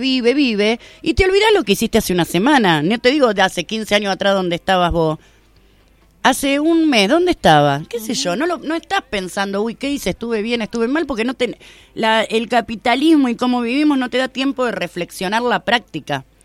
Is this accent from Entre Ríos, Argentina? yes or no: yes; Concordia, Entre Ríos, Argentina; Quiero contarles que vengo de Concordia, que en el 2001 fue declarada la ciudad más pobre de la Argentina.